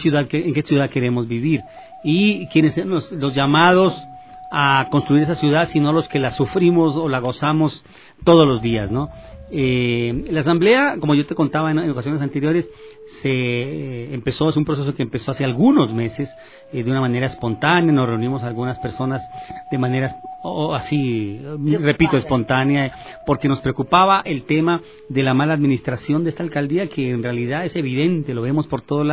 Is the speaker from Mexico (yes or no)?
no; Colombia; now in Quito, Ecuador; nosotros los quiteños, que te digo, nos reunimos, a pesar de que, hablando de migración, yo soy colombiano de origen, vivo aquí 34 años, ya soy nacionalizado, pero amo a este Quito